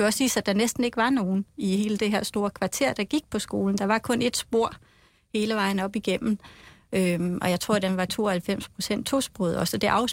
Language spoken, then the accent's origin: Danish; Frederikshavn, North Denmark Region, Denmark; jeg kommer fra Frederikshavn, og jeg er selv gået i folkeskole